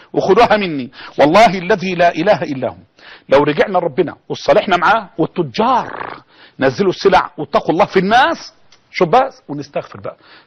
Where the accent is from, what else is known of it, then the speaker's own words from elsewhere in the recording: Egypt; يعني احنا كمصريين نعاني قلاء، نعاني بلاء